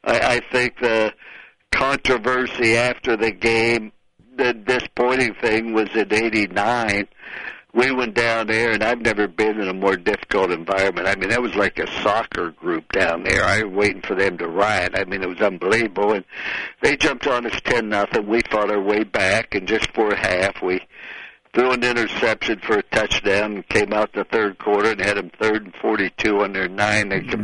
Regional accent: West Virginia, United States; born there; Now, remember, I was born in West Virginia. That's my home state where I was born.

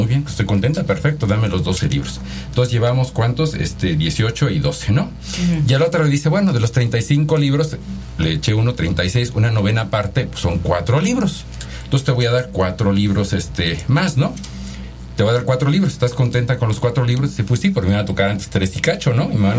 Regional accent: Oaxaca, Mexico; yo ni siquiera soy de Pachuca, yo soy de Oaxaca, de hecho. Estudié en Puebla, en la Universidad de las Américas Puebla, el Instituto de Matemáticas. Después hice mi doctorado en la Universidad de Toronto.

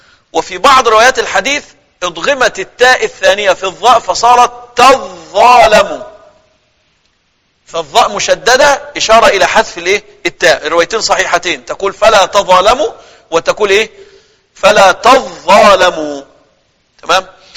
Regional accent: Egypt; أنا كرجل مصري لو أنا مش مسلم كنت أبقى إيه؟

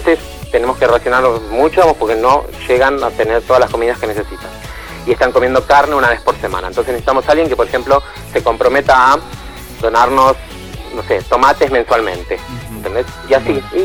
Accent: Argentina; lo que queremos que seamos vocero, digamos, de nuestra voluntad popular y de lo que nos reflejamos como argentinos

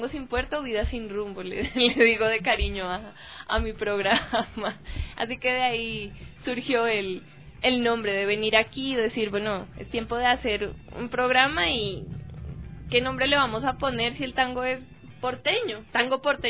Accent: Colombia; como soy yo, colombiana también

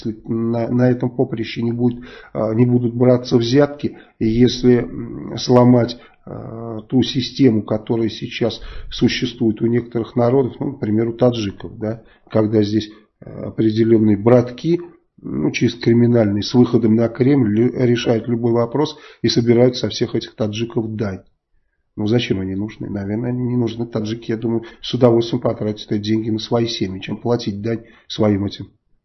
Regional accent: Saratov, Saratov Oblast, Russia; а я из Саратова.

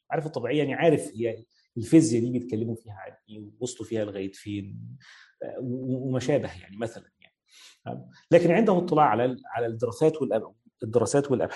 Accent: Egypt; زي مثلا عندنا في مصر

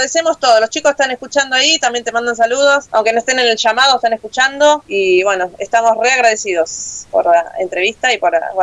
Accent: Buenos Aires, Argentina; ya saben que somos de acá de Argentina, de zona oeste.

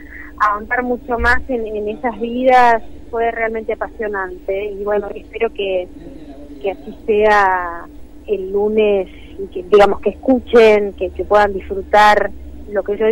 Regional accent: Mar del Plata, Buenos Aires Province, Argentina; now in Buenos Aires, Argentina; Estoy en Buenos Aires. Estoy ansiosa por viajar a Mar del Plata, mi ciudad natal.

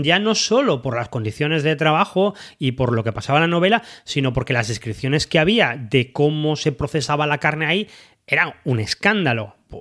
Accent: Galicia, Spain; yo soy gallego

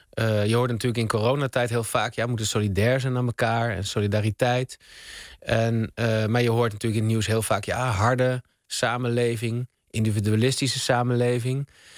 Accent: Utrecht, Netherlands; born there; in Utrecht, de stad waar ik ben geboren en woon

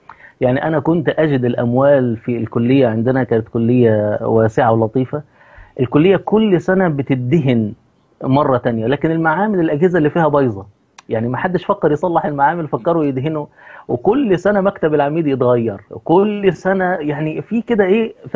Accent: Egypt

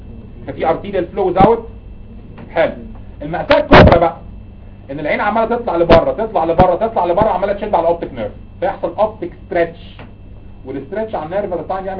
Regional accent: Egypt; بس احنا بتعرف عندنا في مصر الاصاله والعراقه والحضاره 7000 سنه

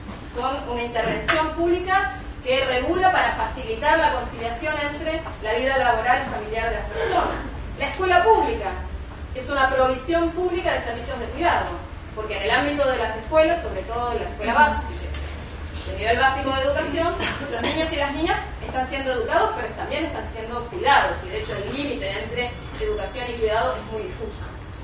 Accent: Buenos Aires, Argentina; Yo vengo de Buenos Aires

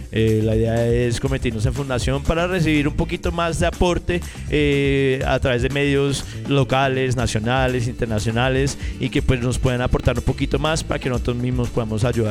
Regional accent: New York, United States; yo crecí con los breakdancers, crecí viendo el graffiti en Nueva York, en las calles

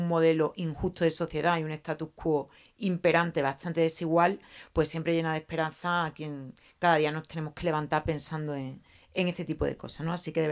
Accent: Seville, Andalusia, Spain; bueno, ya me han presentado, soy abogada, vengo de Sevilla, he nacido y vivido en Sevilla, no tengo proyecto migratorio, solo de Triana a la Macarena.

